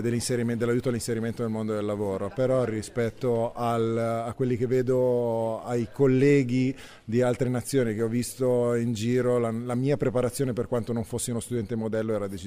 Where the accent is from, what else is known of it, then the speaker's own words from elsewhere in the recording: Lombardy, Italy; now in Izmir, Turkey; ho 37 anni, sono della provincia di Varese. Qua a Izmir ho fondato un'azienda di consulenza in comunicazione e marketing sul tema della bicicletta.